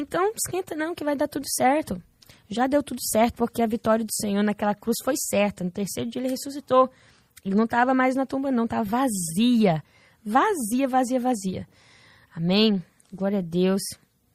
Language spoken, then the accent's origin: Portuguese; New Jersey, United States; Mas eu nasci nos Estados Unidos, meu irmão também. E como que fala? A gente tá aqui até hoje, no mesmo estado, New Jersey.